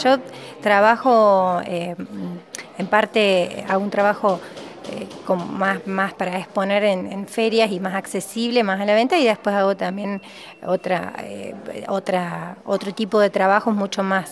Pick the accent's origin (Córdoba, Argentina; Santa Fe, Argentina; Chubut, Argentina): Córdoba, Argentina; Cosquín; soy de Cosquín y actualmente vivo en Cosquín también.